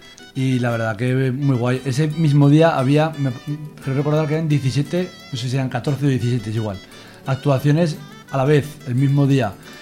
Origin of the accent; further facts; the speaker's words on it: Zuera, Aragon, Spain; Yo soy de Zuera